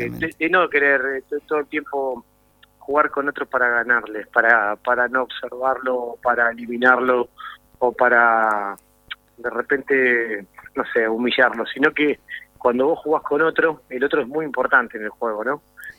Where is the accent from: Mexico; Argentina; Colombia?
Argentina; Buenos Aires; Nosotros somos del barrio de La Quema. Yo nací ahí